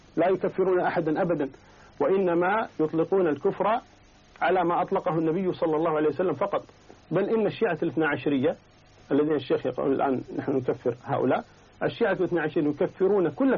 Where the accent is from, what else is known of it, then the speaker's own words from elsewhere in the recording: Kuwait; أنا من أهل الكويت أنا أعلم منك بذلك